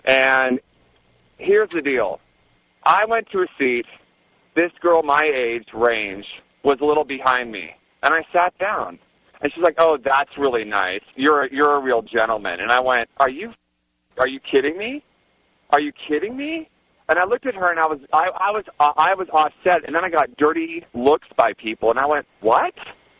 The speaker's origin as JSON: {"language": "English", "region": "California", "country": "United States", "tie": "born or raised there", "said": "Okay, I grew up in the Bay Area."}